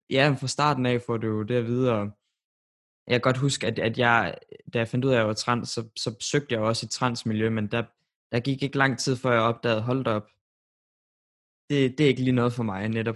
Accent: Randers, Central Denmark Region, Denmark; nu er jeg fra Randers, og det er jo ikke en by, hvor der er særlig mange LGBT-personer i forhold til København.

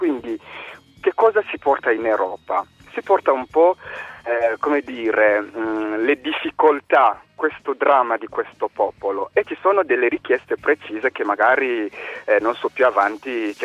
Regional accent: DR Congo; preciso che provengo dalla Repubblica Democratica del Congo

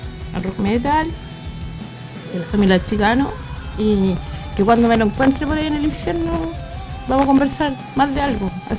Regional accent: La Florida, Santiago Metropolitan, Chile; now in Puente Alto, Chile; yo soy de la Florida, fui criada en la Florida y hace 13 años me vine a Puente Alto.

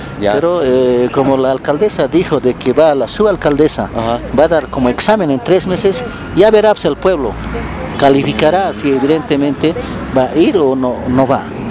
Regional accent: Bolivia; Felicidades a todos los que somos bolivianos

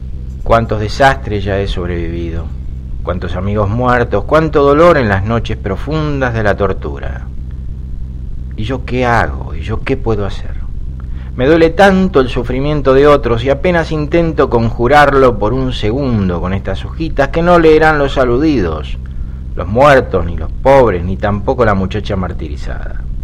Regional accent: Buenos Aires, Argentina; now in Mexico; proyectos como se hacen a veces en Buenos Aires, en mi país

